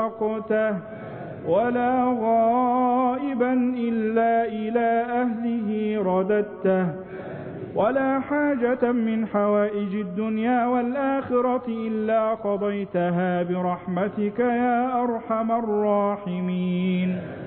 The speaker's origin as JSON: {"language": "Arabic", "country": "Egypt", "said": "اللهم اجعل بلدنا مصر أمنا أمانا، سلما سلاما، سخاء رخاء"}